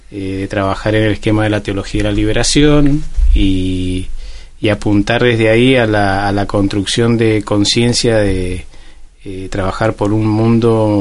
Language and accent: Spanish; Guaymallén, Mendoza, Argentina; que somos nacidos y criados en Guaymallén.